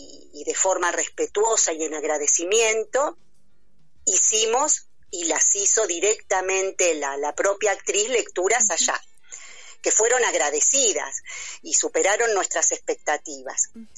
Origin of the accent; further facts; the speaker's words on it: Quilmes, Buenos Aires Province, Argentina; yo soy de Quilmes, así de Quilmes, provincia de Buenos Aires.